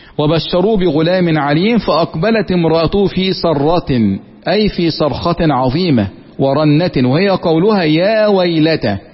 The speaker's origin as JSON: {"language": "Arabic", "country": "Egypt", "accent": "Egyptian", "said": "زي ما احنا في لهجتنا المصرية كده"}